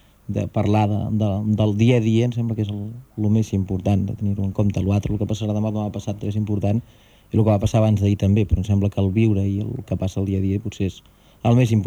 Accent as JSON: {"language": "Catalan", "region": "Catalonia", "country": "Spain", "said": "com a bon catalans em sembla que és una realitat òbvia"}